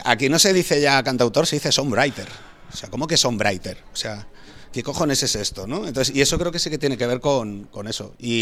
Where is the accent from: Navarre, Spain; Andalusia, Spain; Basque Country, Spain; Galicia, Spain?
Galicia, Spain; A Coruña; Yo de pequeño en Coruña ni se me ocurría coger una bici